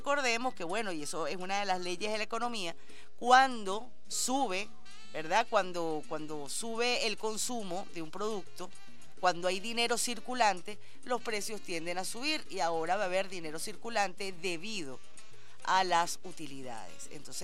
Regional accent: Venezuela; todos somos venezolanos

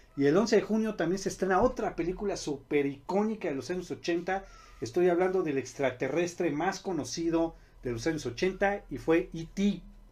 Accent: Mexico; no sé si porque soy yo mexicano, pero me gusta más el doblaje mexicano

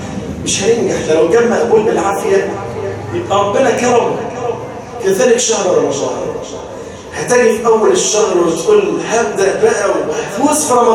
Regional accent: Mansoura, Dakahlia, Egypt; والله عندنا في المنصورة ما في يوم يمر علينا في قريتي

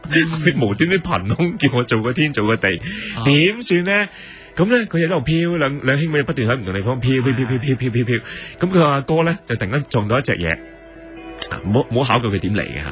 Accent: China; 其实我哋中国人以前都系武权噶，系武系社会嚟嘅

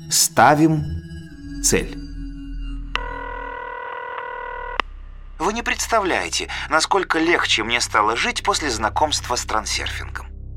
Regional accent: Kyrgyzstan; now in Russia; Я родилась и выросла в Киргизии. Почти 2 года назад мы переехали в Россию в поисках лучшей жизни.

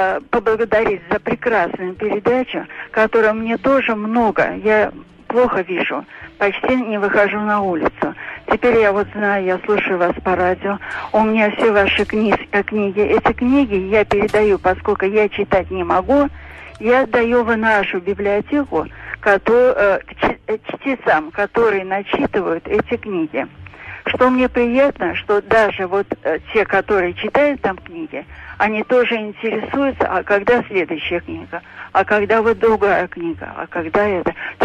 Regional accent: Saint Petersburg, Russia; я из Санкт-Петербурга.

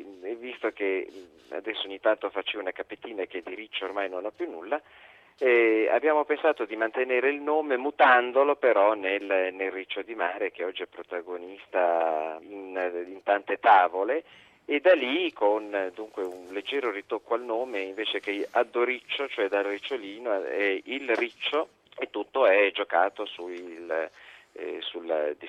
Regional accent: La Spezia, Liguria, Italy; richiamano un po' i terrazzamenti liguri, visto che io sono di La Spezia.

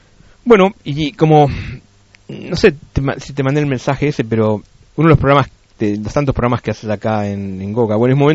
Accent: California, United States; Yo vengo de California, que eran los laid back, ¿viste?

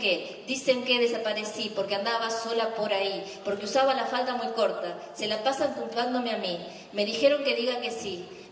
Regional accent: Argentina; para los que somos argentinos

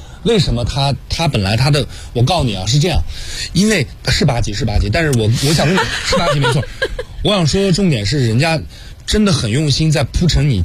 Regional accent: China; 如果我们中国人，咱们东方人看这个

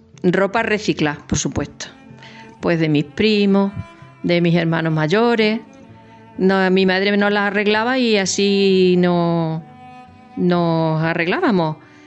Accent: Zafra, Extremadura, Spain; born there; Nací en el 1960 y nací en Zafra.

